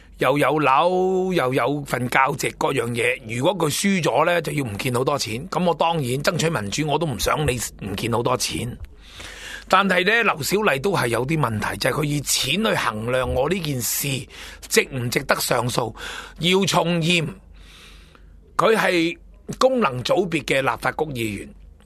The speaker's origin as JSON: {"language": "Cantonese", "country": "China", "said": "我都系承认我系中国人"}